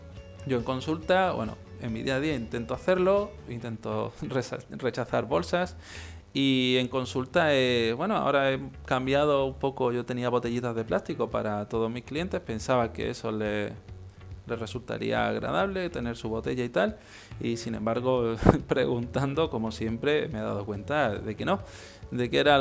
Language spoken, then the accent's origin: Spanish; Marbella, Andalusia, Spain; yo que soy de aquí de Marbella, en Málaga